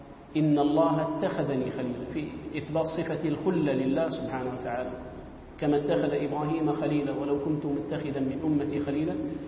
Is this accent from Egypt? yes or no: no; Gaza, Gaza Strip, Palestine; عندنا في غزة، في الأحياء القديمة لغزة، في المساجد الشيخ خالد، الشيخ زكريا، السيد هاشم، مساجد الشجاعية القريبة منا